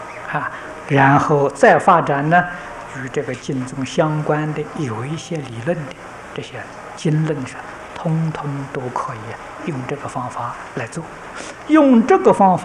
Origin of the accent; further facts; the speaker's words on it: China; 这不是我们中国人偏心